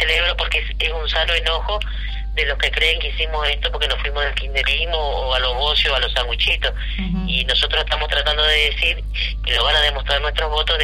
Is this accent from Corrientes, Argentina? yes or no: yes; Corrientes, Argentina; yo vengo de Corrientes, donde toda la vida gobernaron los conservadores, entonces tengo un perfil de oposición